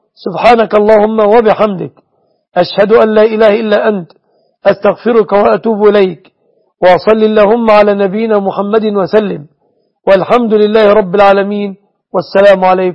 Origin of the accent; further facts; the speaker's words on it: Egypt; أسأل الله أن يحفظ بلادنا مصر وسوريا وسائر بلاد